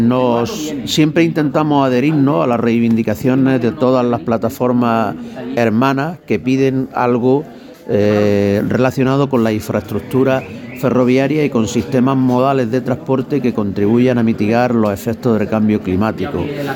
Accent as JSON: {"language": "Spanish", "region": "Andalusia", "country": "Spain", "said": "Yo soy almeriense, yo soy de la comarca del Poniente almeriense."}